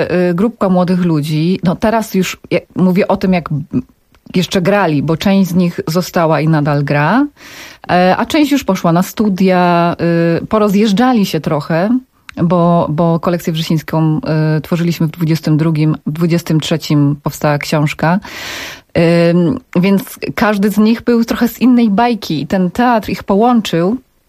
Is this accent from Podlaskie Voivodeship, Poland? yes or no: no; Rydułtowy, Silesian Voivodeship, Poland; ja jestem sama z małego miasteczka, z Rydułtów na Górnym Śląsku